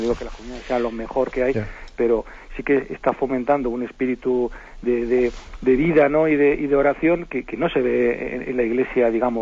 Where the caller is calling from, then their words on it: Zaragoza, Aragon, Spain; de Zaragoza.